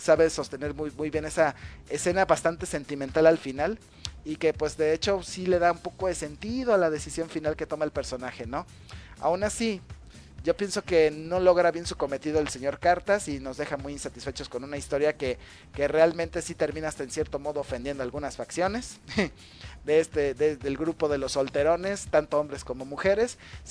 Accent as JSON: {"language": "Spanish", "town": "Guadalajara", "region": "Jalisco", "country": "Mexico", "said": "como buen tapatío sí sentí que tremendo, tremendo errorzote"}